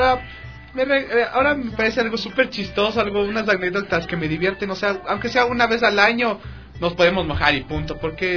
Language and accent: Spanish; Guápulo, Pichincha, Ecuador; Cuando era niño, en Guápulo, nosotros tenemos una terraza en mi casa.